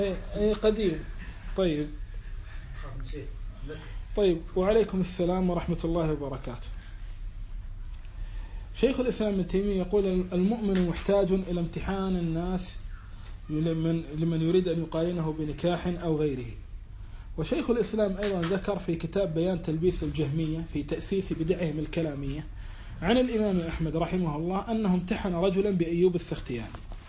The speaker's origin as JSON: {"language": "Arabic", "country": "Kuwait", "said": "لا أنا لا أنا كويتي"}